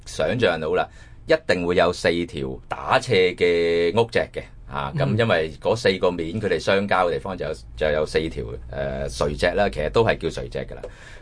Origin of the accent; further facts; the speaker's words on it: Hong Kong; 一般嘅涼亭我哋香港人都會見到好多啦嚇